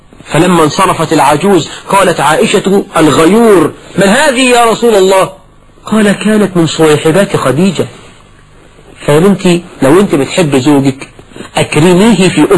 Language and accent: Arabic; Egypt; المصريون أخوال العرب، أنا كمصري خال كل العرب